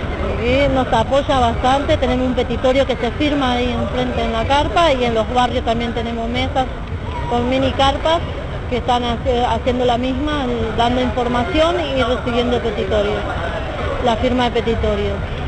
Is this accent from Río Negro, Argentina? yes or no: no; Buenos Aires, Argentina; soy de la Villa 31 Bis.